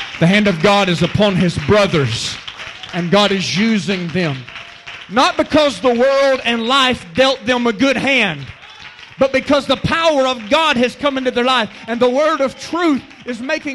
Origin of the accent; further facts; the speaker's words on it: Birmingham, Alabama, United States; I grew up poor. I was so poor. I grew up in Birmingham, Alabama, and I lived in a rough neighborhood.